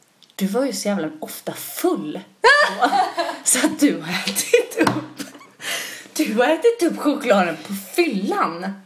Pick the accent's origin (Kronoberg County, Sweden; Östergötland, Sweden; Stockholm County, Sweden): Kronoberg County, Sweden; Växjö; Men jag kommer ju från Växjö